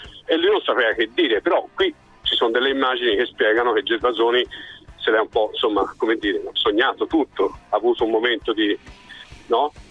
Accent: Florence, Tuscany, Italy; io sono fiorentino, amo questa città, la vivo e so che è un po' un teatro

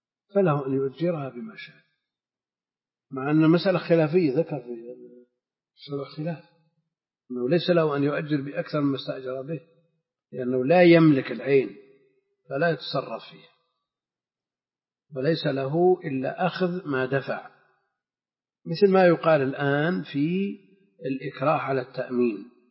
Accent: Najd, Saudi Arabia; المقصود ان مثل هذا كان موجود عندنا في نجد وكثير

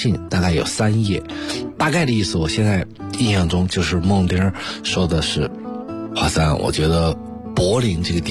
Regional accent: China; now in Germany; 我们是从小在中国经历了特别特别严格的所谓造型的基础的训练。那么到了德国以后呢

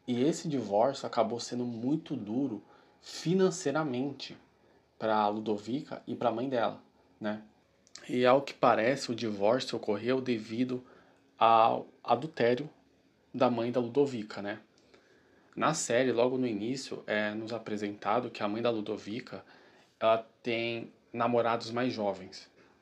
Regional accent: Brazil; Nós, que somos brasileiros, a gente consegue ver isso na nossa sociedade com muita facilidade

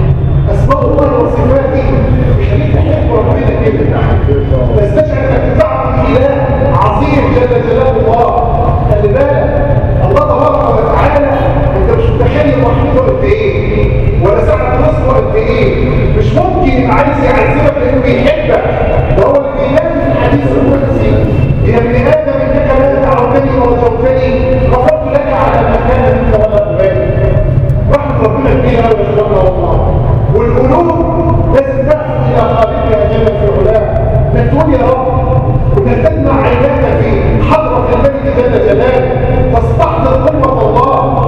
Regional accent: Egypt; واحفظ بلادنا مصر وسائر بلاد

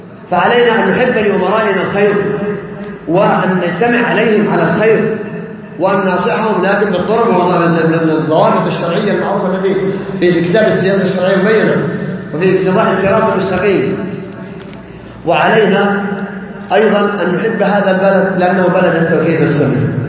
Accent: Saudi Arabia; ما تدرس عندنا في السعودية هنا إلا كتب العقيدة الصحيحة

